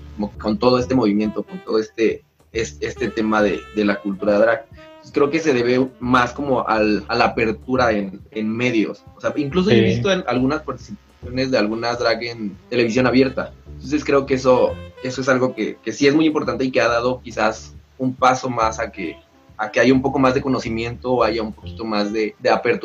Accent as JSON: {"language": "Spanish", "region": "Oaxaca", "country": "Mexico", "said": "Yo soy de Oaxaca."}